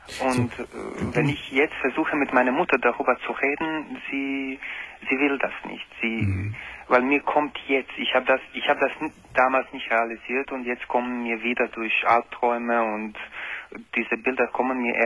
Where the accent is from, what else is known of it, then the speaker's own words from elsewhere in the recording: Croatia; Ich komme aus Kroatien, Ex-Jugoslawien.